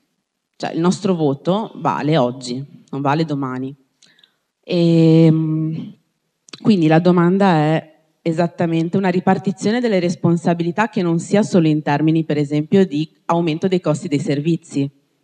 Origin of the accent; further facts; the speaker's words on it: Padua, Veneto, Italy; io sono di Padova, nata a Padova, mi piace Padova